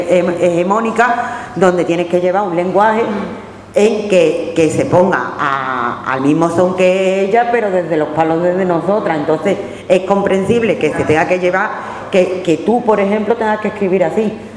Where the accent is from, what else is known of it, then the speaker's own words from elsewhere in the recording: Andalusia, Spain; Soy andaluza, flamenca, del pueblo, bailo y soy aficionada a flamenco. He sido una niña cani, shoni, barrio bajera.